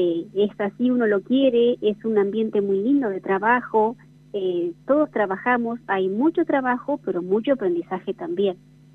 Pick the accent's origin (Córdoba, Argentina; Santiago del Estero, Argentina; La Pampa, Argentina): La Pampa, Argentina; General San Martín; yo en realidad soy de General San Martín, pueblo vecino a Bernasconi, viajo todos los días, hace 12 años que estoy yendo